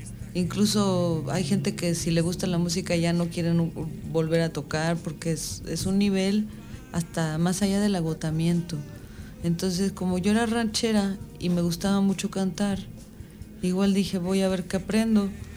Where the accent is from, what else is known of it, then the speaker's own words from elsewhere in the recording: Michoacán, Mexico; also born or lived in Mexico City; Sí, nací en la Ciudad de México, pero como mis papás son michoacanos, me llevaron muy chiquita para allá.